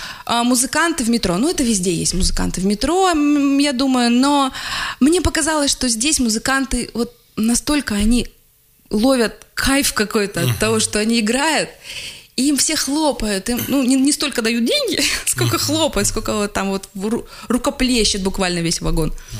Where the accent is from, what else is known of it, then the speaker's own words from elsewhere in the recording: Russia; Я из России